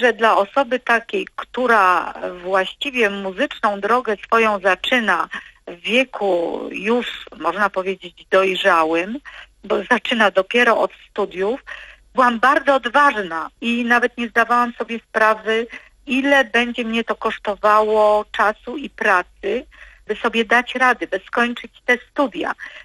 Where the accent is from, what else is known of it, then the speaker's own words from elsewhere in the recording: Maków Podhalański, Lesser Poland, Poland; Zaczęło się wszystko w miasteczku, w którym się wychowywałam, w Makowie Podhalańskim.